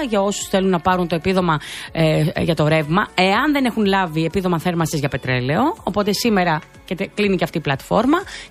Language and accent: Greek; Greece; Αισθάνομαι πολύ περήφανη που είμαι Ελληνίδα.